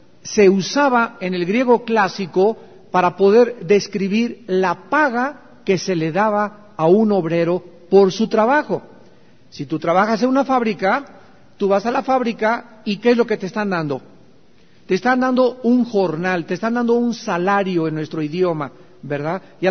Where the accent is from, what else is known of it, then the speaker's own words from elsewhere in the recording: Chihuahua, Mexico; Y al llegar a los 30, como dicen en mi tierra, a Chihuahua, ¿cuánto apache?